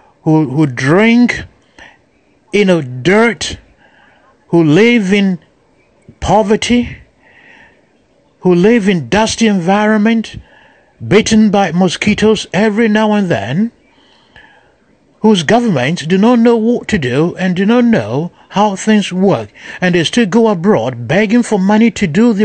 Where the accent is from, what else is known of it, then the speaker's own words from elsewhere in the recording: Ghana; now in United States; I'm a Ghanaian. I live in America.